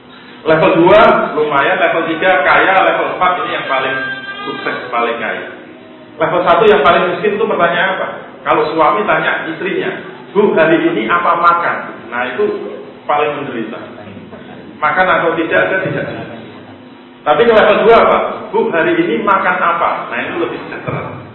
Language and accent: Indonesian; Bantul, Special Region of Yogyakarta, Indonesia; Kayak saya dari Bantul. Bantul tertutup untuk mall. Nggak ada mall di Bantul.